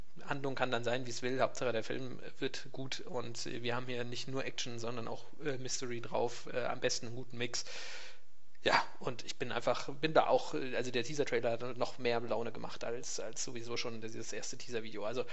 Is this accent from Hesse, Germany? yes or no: yes; Frankfurt, Hesse, Germany; born there; ich würde mich sehr freuen als gebürtiger Frankfurter